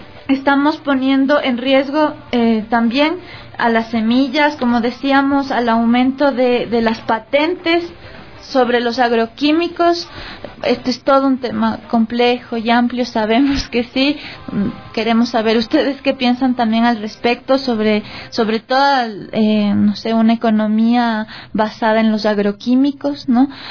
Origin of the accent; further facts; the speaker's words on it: Ecuador; jóvenes, mujeres, hombres de las ciudades, pero como ecuatorianos